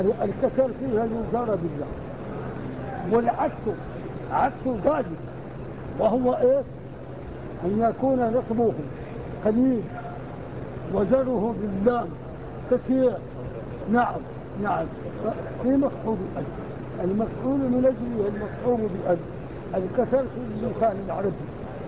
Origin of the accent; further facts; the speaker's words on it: Morocco; القراءة بالدام عندنا في المغرب في الصحراء